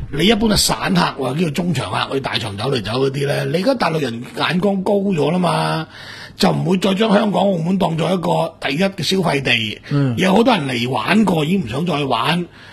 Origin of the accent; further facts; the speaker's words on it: Guangdong, China; 呢个我哋广东人嘅一个俗语嚟噶